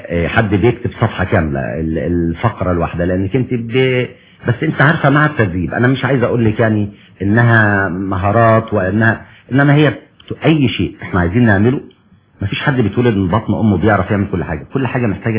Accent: Egypt; والله حضرتك احنا للاسف الشديد مشاكلنا في مصر بتتكرر

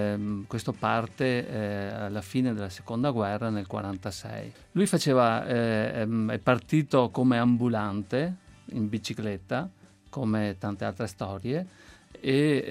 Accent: Veneto, Italy; noi siamo veneti

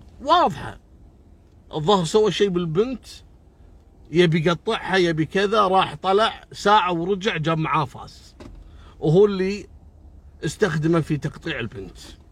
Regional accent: Kuwait; عندنا بالكويت

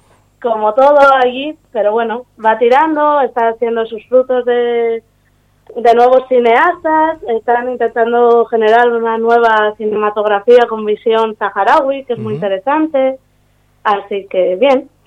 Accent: Arriondas, Asturias, Spain; Hombre, yo soy de Arriondas

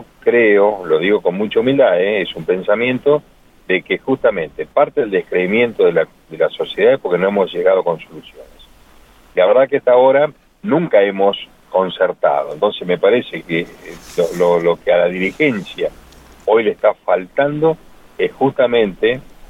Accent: Argentina; Son las metas que nosotros nos tenemos que proponer como argentinos.

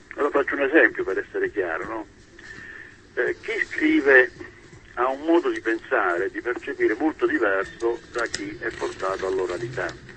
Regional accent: Calabria, Italy; Beh, sono un ragazzo di Calabria, sono nato vicino a Crotone

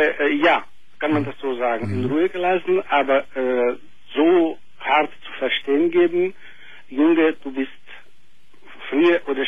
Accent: Greece; Nein, ich bin Grieche.

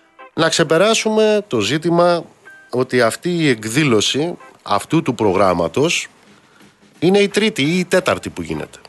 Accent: Amaliada, Western Greece, Greece; Είναι σαν το νοσοκομείο στην Αμαλιάδα, στην πατρίδα μου

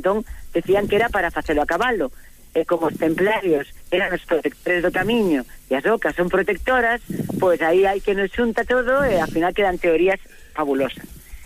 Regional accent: Rubí, Catalonia, Spain; eu colaboraba facendo unhas conferencias na miña cidade, en Rubí, na miña cidade natal

